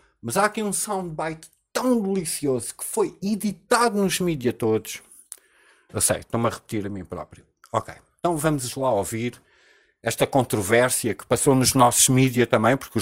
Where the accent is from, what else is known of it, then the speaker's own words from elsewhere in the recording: Portugal; ele tem mais respeito por mim como português